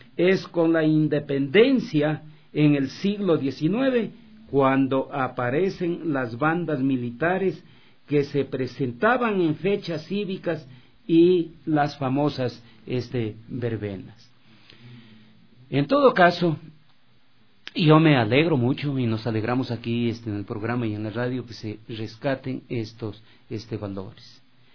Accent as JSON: {"language": "Spanish", "region": "Loja", "country": "Ecuador", "said": "yo vengo de Loja, ¿no?"}